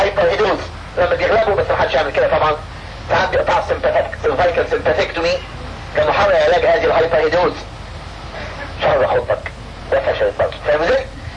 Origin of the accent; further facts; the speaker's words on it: Egypt; عندنا في مصر في السوق المصري